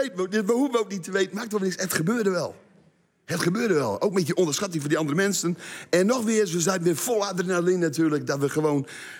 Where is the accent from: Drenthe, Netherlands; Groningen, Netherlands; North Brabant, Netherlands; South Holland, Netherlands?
Groningen, Netherlands; Ten Boer; Ik kwam uit Ten Boer, 12 kilometer hier vandaan.